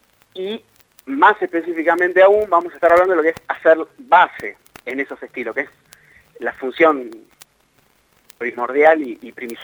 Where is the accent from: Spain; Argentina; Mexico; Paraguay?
Argentina; Soy argentino